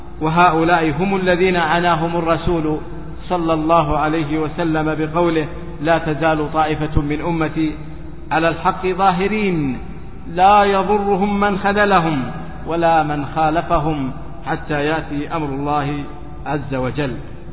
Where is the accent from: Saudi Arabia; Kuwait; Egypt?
Saudi Arabia; وإن علماء هذه البلاد، بلادنا السعودية حرسها الله